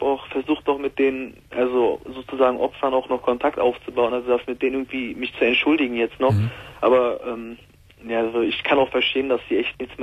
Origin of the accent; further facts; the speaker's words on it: Mülheim an der Ruhr, North Rhine-Westphalia, Germany; ich komme aus Mühlheim an der Ruhr und wir haben das auch immer hier in Mühlheim an der Ruhr.